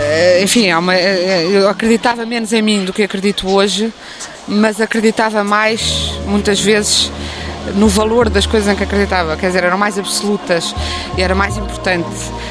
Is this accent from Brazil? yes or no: no; Tomar, Centro, Portugal; also born or lived in Coimbra; Eu agora digo que nasci em Tomar desde que a minha avó morreu, ao menos para lhe fazer essa homenagem. Eu nasci em Coimbra, porque não havia maternidade em Tomar.